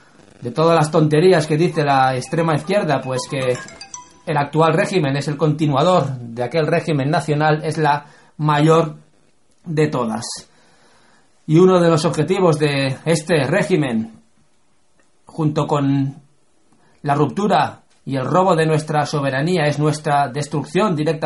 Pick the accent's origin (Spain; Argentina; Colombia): Spain; somos nosotros, los españoles, los cristianos, los europeos